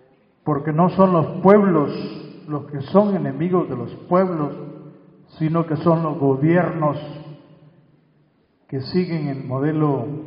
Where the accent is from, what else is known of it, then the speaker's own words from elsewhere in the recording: Francisco Morazán, Honduras; con el compañero Roger Escobar del Valle de Siria, venimos de Honduras, también de una zona de Mesoamérica.